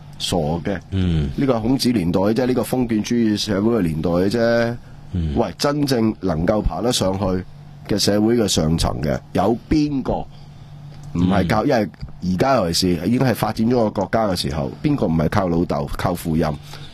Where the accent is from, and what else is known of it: Hong Kong